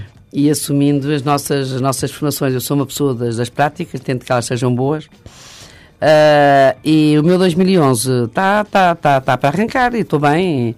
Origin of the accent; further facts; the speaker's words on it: Angola; como dizemos em África, que eu sou de Angola